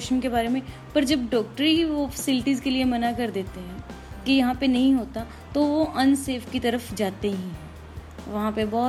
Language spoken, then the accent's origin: Hindi; Nangal, Punjab, India; पंजाब से।